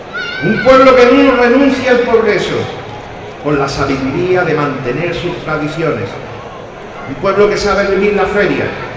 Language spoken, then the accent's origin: Spanish; Archidona, Andalusia, Spain; Pero en esta nada está mi pueblo. Y sueño con mi niña blanca y soy testigo de sus tradiciones. Este es el momento de la feria. Vivamos la feria, a la feria Archidona